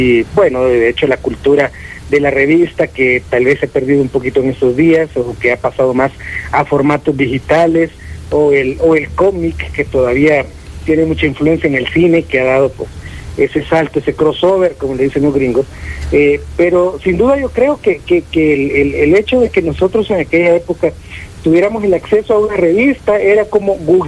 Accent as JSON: {"language": "Spanish", "town": "Cojutepeque", "region": "Cuscatlán", "country": "El Salvador", "tie": "born or raised there", "said": "ahí en mi pueblo, ahí en Cojute, del que a mí me encanta hablar"}